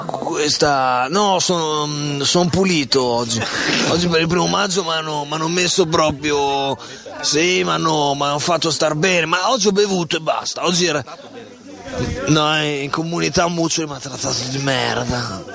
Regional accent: Bologna, Emilia-Romagna, Italy; Io per esempio abito, sono di Bologna

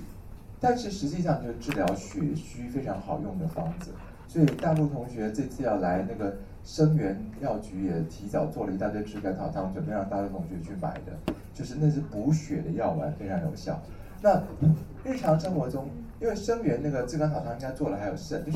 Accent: China; 我们中国人有一句话叫做“虚不受补”。

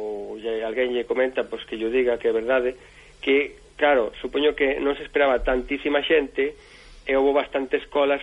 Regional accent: Galicia, Spain; Sabes como somos galegos

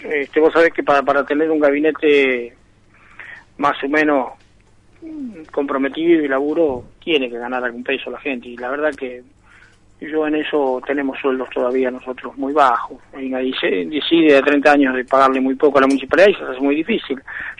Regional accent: Roque Pérez, Buenos Aires Province, Argentina; en el caso de mi pueblo, Roque Pérez

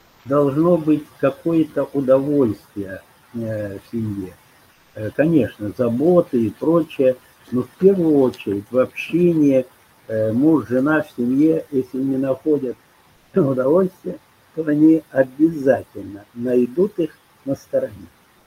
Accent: Siberia, Russia; moved away; also born or lived in Kyiv; даже живя в Киеве, а мы там жили 4 года, мы из Киева ехали в отпуск в Сибирь, к своим родителям, в свои родные места.

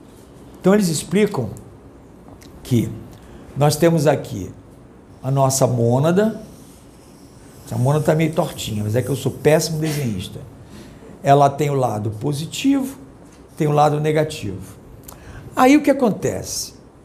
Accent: Rio de Janeiro, Brazil; fui coroinha lá da igreja Nossa Senhora no Leblon. Eu morei, nasci no Leblon, fui criado lá. E fiz primeira comunhão, fiz crisma, aquelas coisas todas, batismo

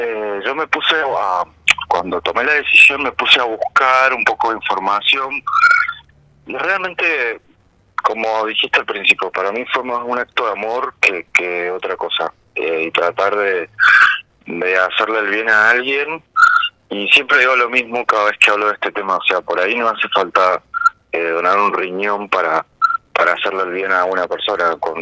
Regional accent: Córdoba, Argentina; also born or lived in San Juan; Yo soy de San Juan, me crecí a Córdoba.

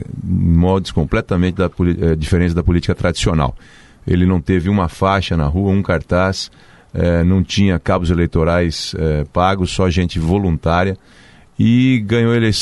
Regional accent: Londrina, Paraná, Brazil; also born or lived in São Paulo; now in Cascavel, Brazil; Saí de Londrina, fui estudar em São Paulo. Quando voltei para o Paraná, já voltei para Cascavel, aos 24 anos de idade, 25 anos.

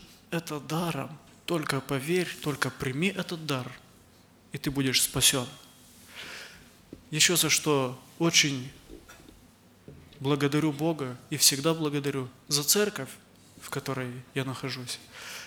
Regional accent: Chișinău, Moldova; братья и сестры, я из Молдавии, из города Кишинева

